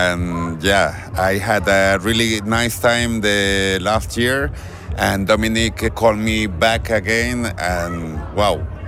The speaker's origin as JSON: {"language": "English", "town": "Fuerteventura", "region": "Canary Islands", "country": "Spain", "said": "I come from Fuerteventura and I'm really glad to be here"}